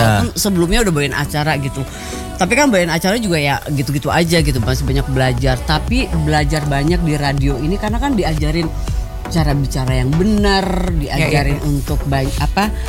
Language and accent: Indonesian; Garut, West Java, Indonesia; iya gue tuh dari Garut Sukabumi.